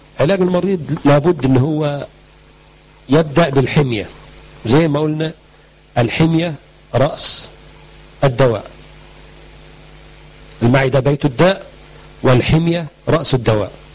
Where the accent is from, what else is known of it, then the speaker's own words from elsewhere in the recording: Egypt; مشهور عنه عندنا في مصر